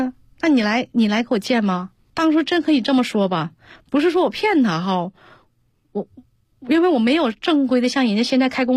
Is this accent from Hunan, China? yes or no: no; Anshan, Liaoning, China; 从云集滑雪场做到了我的老家鞍山滑雪场